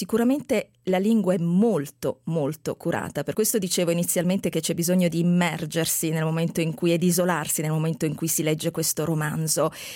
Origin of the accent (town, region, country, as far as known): Apulia, Italy